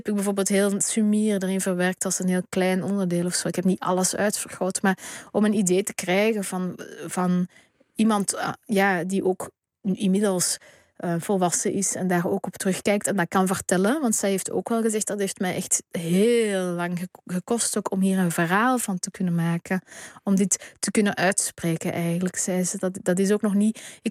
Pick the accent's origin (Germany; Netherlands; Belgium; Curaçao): Belgium; Flanders; En natuurlijk was bij ons in Vlaanderen het Vlaams blok toen.